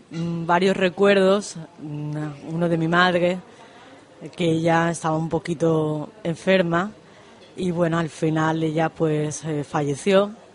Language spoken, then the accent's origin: Spanish; Plasencia, Extremadura, Spain; born there; also born or lived in Madrid; Yo nací en Extremadura, en Plasencia.